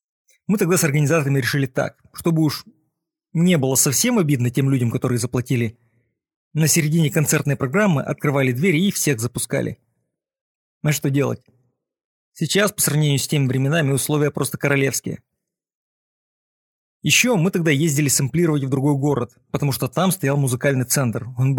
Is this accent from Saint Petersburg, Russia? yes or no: yes; Saint Petersburg, Russia; Мы сами из Питера